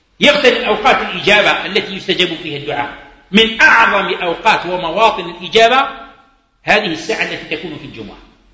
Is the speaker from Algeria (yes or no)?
yes; Algeria; عندنا احنا كجزائريين عندنا لباس، عندنا معروف، عندنا القشابة، عندنا القندورة، عندنا البرنوس